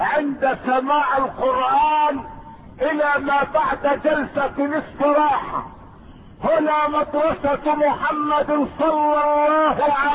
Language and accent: Arabic; Egypt; لكن المستهزئين عندنا في مصر اخرجوا مسرحية